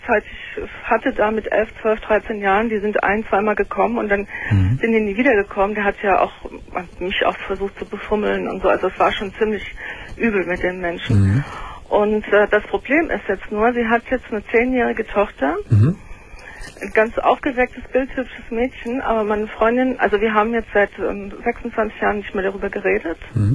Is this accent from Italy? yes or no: yes; Italy; Wir sind Italiener, ne?